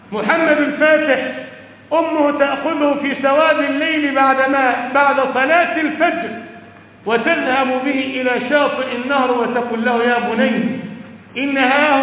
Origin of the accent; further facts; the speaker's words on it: Egypt; وأقام عندنا في مصر ودفن هناك